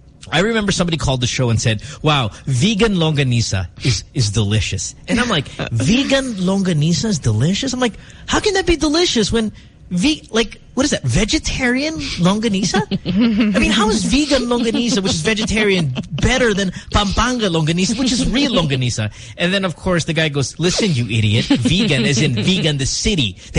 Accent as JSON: {"language": "English", "country": "Philippines", "tie": "born or raised there", "said": "Susie and I grew up in the Philippines."}